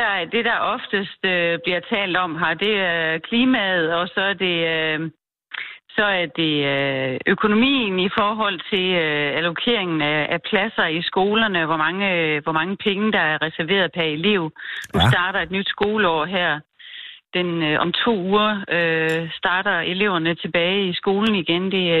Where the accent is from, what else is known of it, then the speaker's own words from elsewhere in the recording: Herning, Central Denmark Region, Denmark; jeg kommer oprindeligt fra Herning.